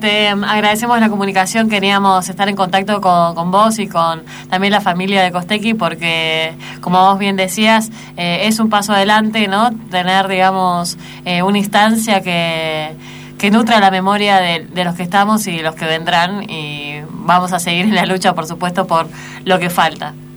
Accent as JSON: {"language": "Spanish", "country": "Argentina", "said": "Justamente es uno de los tantas demandas que teníamos como población argentina, digamos"}